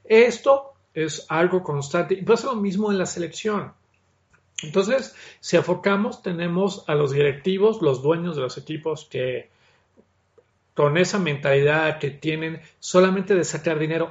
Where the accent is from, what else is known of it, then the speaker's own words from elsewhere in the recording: Mexico; Soy mexicano, amo mi país, pero soy realista